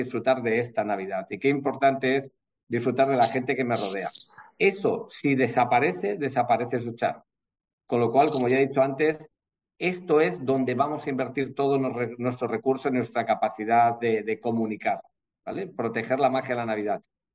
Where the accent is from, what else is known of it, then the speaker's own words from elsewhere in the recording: Bilbao, Basque Country, Spain; y en Bilbao, que es el centro del mundo, soy de Bilbao, por eso lo digo